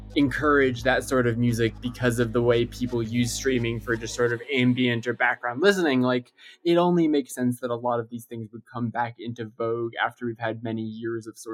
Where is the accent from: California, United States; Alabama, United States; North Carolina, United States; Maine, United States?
California, United States; Los Angeles; But like growing up in Los Angeles, like one of the big things that was happening as I was like a teenager was that this like vibrant beat scene